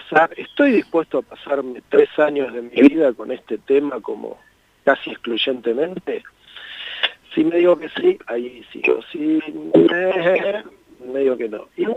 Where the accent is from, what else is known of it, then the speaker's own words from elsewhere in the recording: Mar del Plata, Buenos Aires Province, Argentina; yo me crié en Mar del Plata, acá vivía muchos primos hermanos, en Chapadmalal específicamente, en Mar del Plata